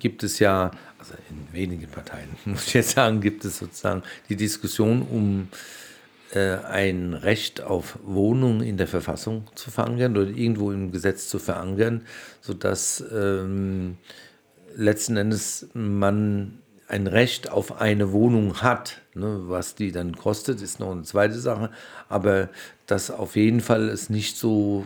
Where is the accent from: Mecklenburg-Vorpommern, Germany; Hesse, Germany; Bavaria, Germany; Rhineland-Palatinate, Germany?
Hesse, Germany; Frankfurt; Oder freue mich als Frankfurter auch, dass es so attraktiv ist, anscheinend nach Frankfurt zu kommen.